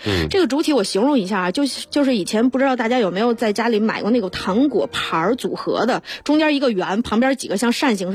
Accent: China

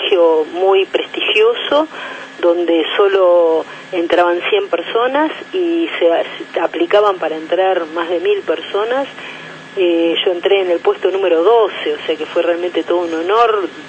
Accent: Argentina; Hoy en día en mi país, por el gobierno progresista de los Kirchner, los adolescentes optativamente pueden votar, no en aquellos años.

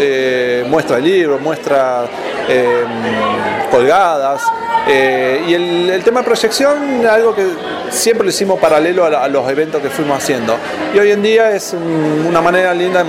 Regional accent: Bariloche, Río Negro, Argentina; soy de acá de Bariloche

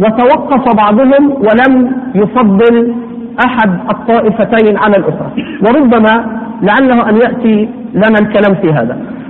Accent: Upper Egypt, Egypt; والله أنا مصري وأصل من الصعيد، ها أصل من الصعيد لكن صعيد أبيض يعني

